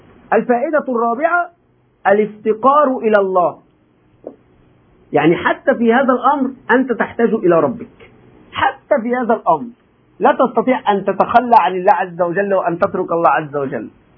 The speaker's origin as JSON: {"language": "Arabic", "country": "Egypt", "said": "ولذلك نحن عندنا أخطاء كمصريين، أتكلم عن المصريين"}